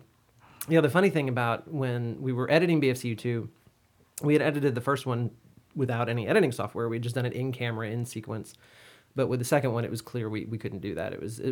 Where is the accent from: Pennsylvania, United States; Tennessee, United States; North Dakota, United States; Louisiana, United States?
Louisiana, United States; Baton Rouge; I'm from Baton Rouge. I grew up here. I've never left.